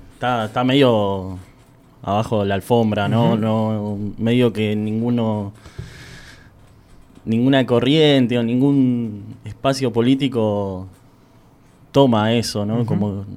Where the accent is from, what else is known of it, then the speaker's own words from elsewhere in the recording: Aldo Bonzi, Buenos Aires Province, Argentina; Yo soy de Aldo Bonzi.